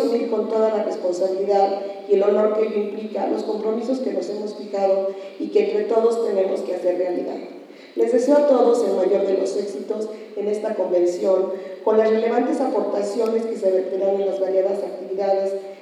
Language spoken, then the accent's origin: Spanish; Mexico; como seres humanos, como mexicanos y como educadores